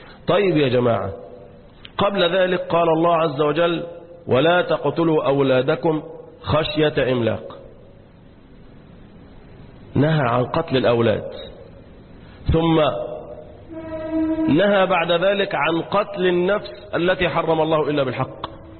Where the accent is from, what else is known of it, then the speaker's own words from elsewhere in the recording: Egypt; والآن يجف الماء عندنا في مصر